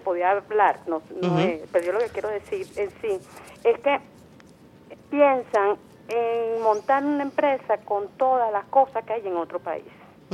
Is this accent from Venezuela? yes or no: yes; Venezuela; cómo vamos a evolucionar nosotros como venezolanos.